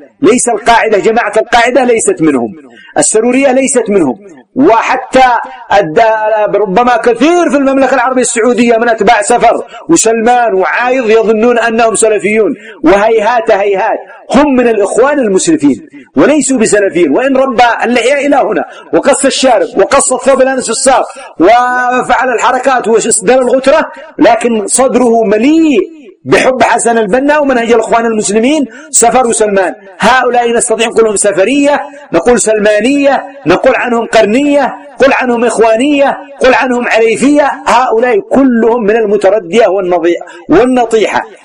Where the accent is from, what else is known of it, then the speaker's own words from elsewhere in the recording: Yemen; هذا يسمى الغرب عندنا في اليمن.